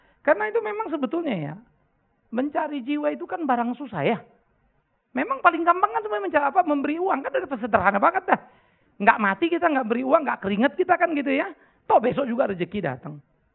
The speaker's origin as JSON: {"language": "Indonesian", "town": "Pematangsiantar", "region": "North Sumatra", "country": "Indonesia", "tie": "born or raised there", "said": "Saya besar di Siantar."}